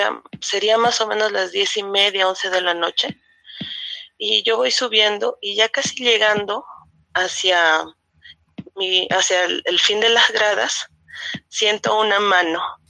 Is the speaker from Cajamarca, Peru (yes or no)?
yes; Cajamarca, Peru; De la ciudad de Cajamarca.